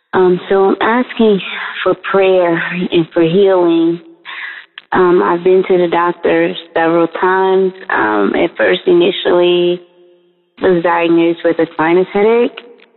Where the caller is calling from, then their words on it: Atlanta, Georgia, United States; I am calling from Atlanta.